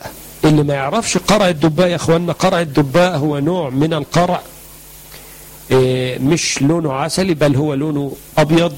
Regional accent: Egypt; مشهور عنه عندنا في مصر

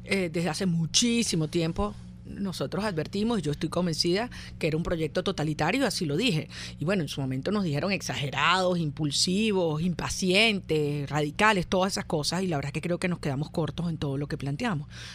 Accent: Venezuela; la mayoría que somos los venezolanos

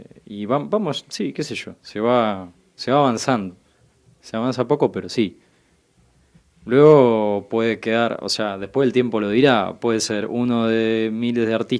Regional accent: Argentina; porque como argentino italiano, la pasta es parte de mi... de mi organismo, ¿no?

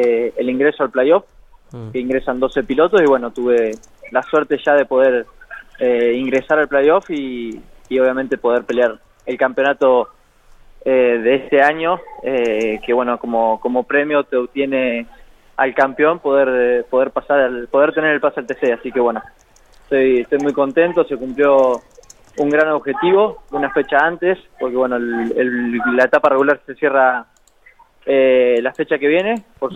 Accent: La Pampa, Argentina; soy de La Pampa

